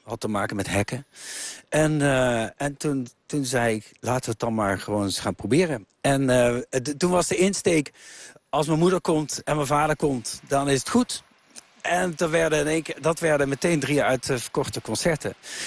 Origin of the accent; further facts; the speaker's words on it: Lieshout, North Brabant, Netherlands; Ja, ik ben geboren in Lieshout. Dat ligt tussen Eindhoven en Helmond. Dus ik woonde hier 11 kilometer vandaan.